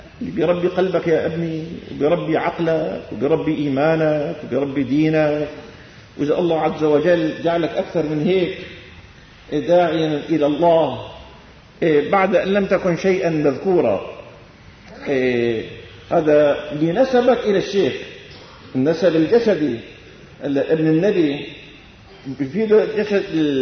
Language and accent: Arabic; Damascus, Damascus Governorate, Syria; ما إني ابن الشام، في بالشام ملايين